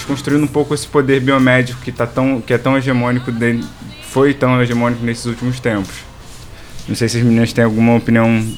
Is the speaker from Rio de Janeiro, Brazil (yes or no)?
yes; Rio de Janeiro, Brazil; a gente vem do Rio de Janeiro, né? Eu venho do Rio de Janeiro, sou carioca.